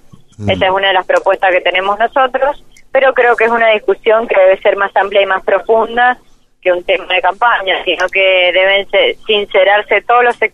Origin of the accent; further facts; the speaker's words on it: Mendoza, Argentina; Eso es un rol de los mendocinos y es una propuesta que debemos hacer como mendocinos.